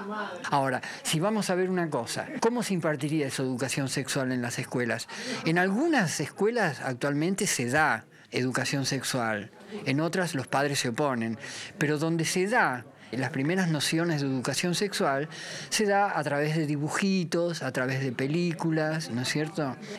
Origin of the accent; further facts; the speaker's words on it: Rosario, Santa Fe, Argentina; also born or lived in Buenos Aires; soy actor y director de teatro. Soy rosarino, trabajé siempre acá en Rosario, viví la mitad de mi juventud en Buenos Aires, pero aquí empecé a producir, en Rosario. Hace más de 30 años que estoy aquí.